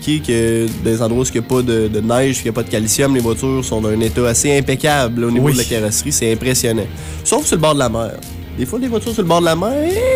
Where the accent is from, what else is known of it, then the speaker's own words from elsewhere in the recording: Quebec, Canada; C'est parce qu'on vient du Québec.